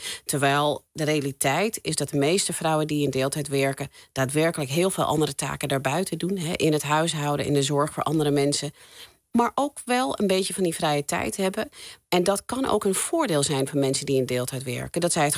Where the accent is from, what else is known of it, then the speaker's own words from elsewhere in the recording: United States; now in Netherlands; Ik ben zelf opgegroeid in Amerika, geboren en getogen. Niet in Nederland.